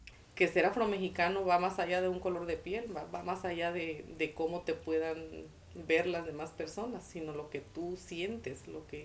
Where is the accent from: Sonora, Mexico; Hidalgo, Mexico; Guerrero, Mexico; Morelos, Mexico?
Guerrero, Mexico; Cuajinicuilapa; me preguntan de dónde soy, y cuando les contesto que soy de Cuaji, pues se sorprenden porque me dicen que no parezco de Cuaji